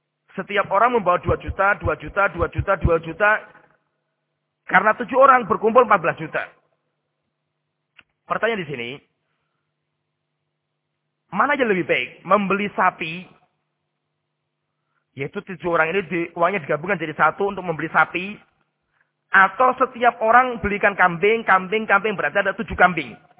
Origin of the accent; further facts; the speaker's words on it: Salatiga, Central Java, Indonesia; Seperti di kampung saya di Salatiga. Salatiga itu hampir mayoritas masyarakat gak suka kambing.